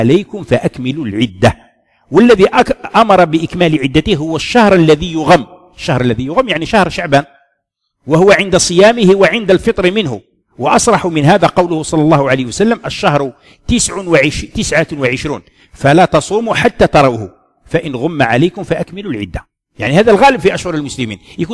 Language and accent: Arabic; Algeria; وحنا واحد الوقت كان عندنا في الجزائر لا يعتمدون الرؤية